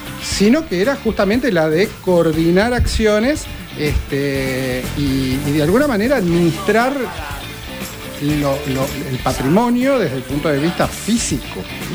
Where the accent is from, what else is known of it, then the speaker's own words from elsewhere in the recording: Quilmes, Buenos Aires Province, Argentina; Toda mi vida viví en Quilmes. Toda mi vida, sí. En el centro de Quilmes.